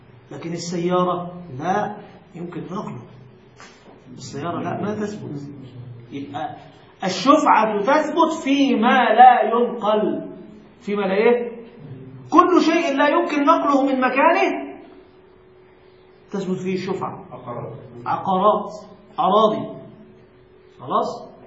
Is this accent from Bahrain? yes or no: no; Egypt; هناك مشكلة حتى عندنا في مصر